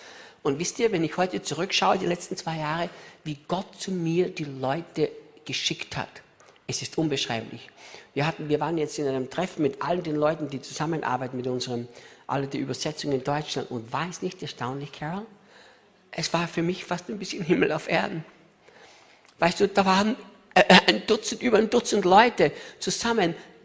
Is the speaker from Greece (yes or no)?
no; Austria; Und ich sagte, ich bin Österreicher.